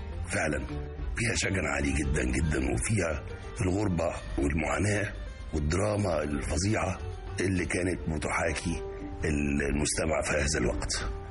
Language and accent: Arabic; Cairo, Cairo Governorate, Egypt; also born or lived in Sharqia; المهم بعد ما انتقلنا للقاهره من الشرقيه توفى والدي